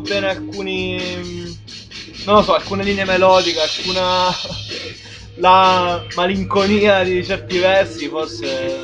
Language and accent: Italian; Guardia Grele, Abruzzo, Italy; Io di Guardia Grele, che è in provincia di Chieti, e credo si senta dal mio modo di parlare.